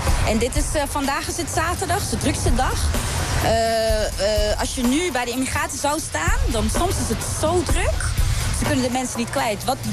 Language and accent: Dutch; Aruba; Als wij als Arubanen blij zijn, dan klagen ze.